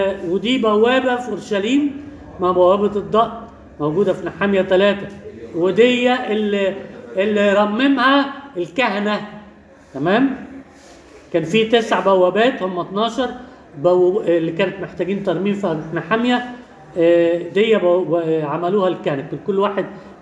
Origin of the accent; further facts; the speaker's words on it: Egypt; عندنا في مصر كده